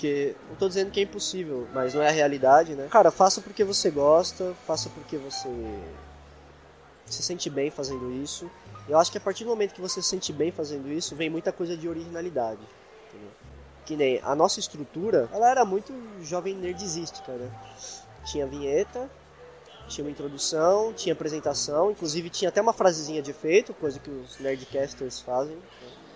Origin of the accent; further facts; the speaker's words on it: São Paulo, Brazil; Mas como a gente é aqui de São Paulo, né?